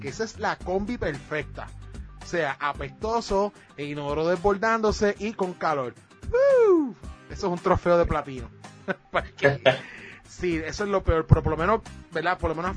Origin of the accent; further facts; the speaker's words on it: Ponce, Puerto Rico; porque por lo menos para mi pueblo yo no tuve luz, no había luz en Ponce